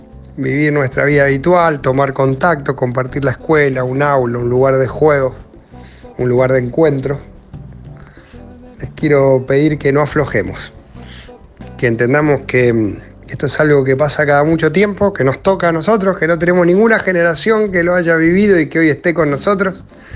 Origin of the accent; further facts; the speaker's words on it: Rosario, Santa Fe, Argentina; a pesar de muchas veces ser discriminados como ciudad, sobreponernos y construir